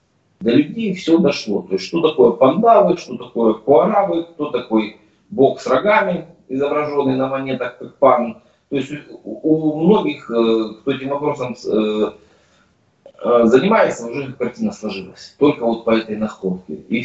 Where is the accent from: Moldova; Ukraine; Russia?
Russia; Siberia; Я вообще сам из Сибири